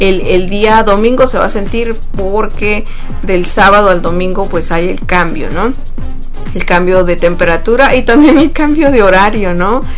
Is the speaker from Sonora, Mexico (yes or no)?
yes; Sonora, Mexico; yo vengo de Sonora, de México, y pues es un estado muy caluroso. Entonces toda mi vida viví en el calor extremo.